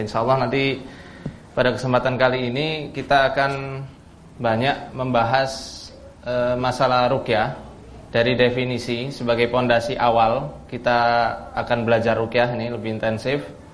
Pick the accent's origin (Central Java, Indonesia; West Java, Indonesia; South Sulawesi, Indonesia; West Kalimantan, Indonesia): Central Java, Indonesia; Purwokerto; born there; dari Purwokerto, tempat daerah saya lahir